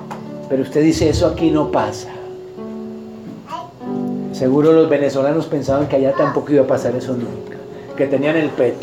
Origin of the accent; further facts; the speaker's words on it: Colombia; Como colombianos, como cristianos, vamos a tomarnos de nuestras manos.